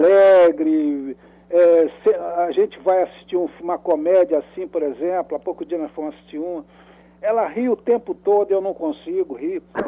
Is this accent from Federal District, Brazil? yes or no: no; Rio de Janeiro, Brazil; eu morava no Rio de Janeiro, quando era menino, eu morava num bairro aqui no Rio de Janeiro chamado Benfica. É um bairro aqui, zona subúrbio do Rio.